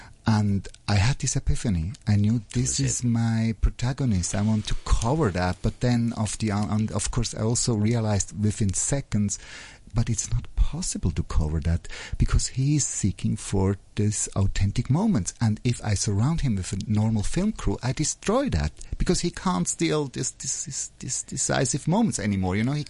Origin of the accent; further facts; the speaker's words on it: Switzerland; Yeah, and I'm coming from Switzerland.